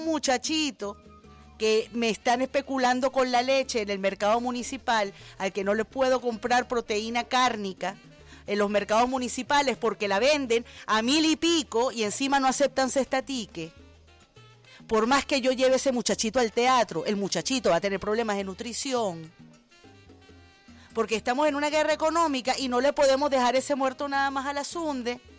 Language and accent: Spanish; Caracas, Capital District, Venezuela; yo de corazón, como caraqueña, como venezolana